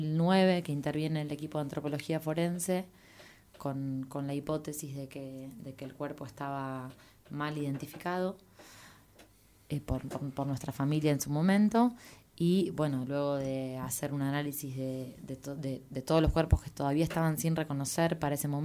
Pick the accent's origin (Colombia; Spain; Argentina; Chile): Argentina; born there; para todos los que nacimos en Argentina, esa es parte de nuestra historia y de nuestra identidad como sociedad